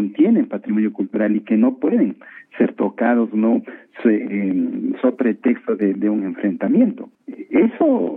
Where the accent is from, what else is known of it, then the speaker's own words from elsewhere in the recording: Quito, Pichincha, Ecuador; No se diga nosotros como ciudadanos ecuatorianos o quiteños, ¿no es cierto?